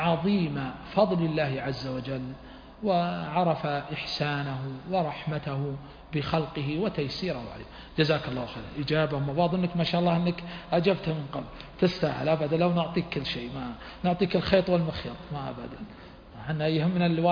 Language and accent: Arabic; Huraymila, Riyadh Province, Saudi Arabia; بين إخوتي وبين أهلي حريملاء هي بلدي ومسقط رأسي